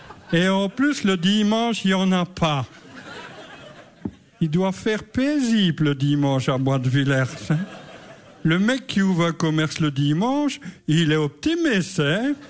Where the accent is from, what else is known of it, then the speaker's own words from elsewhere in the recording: Verviers, Wallonia, Belgium; moi je suis de Bénezet, mais je suis originaire comme eux, de la région Verviers-Étoile.